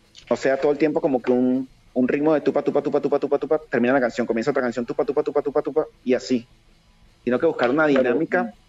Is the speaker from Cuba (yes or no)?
no; Venezuela; yo que vengo de Venezuela